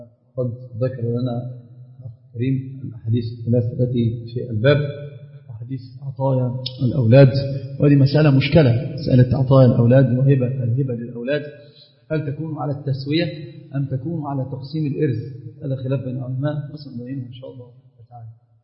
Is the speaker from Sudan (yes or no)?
no; Egypt; طبعا هي مشهورة جدا عندنا في مصر في العامة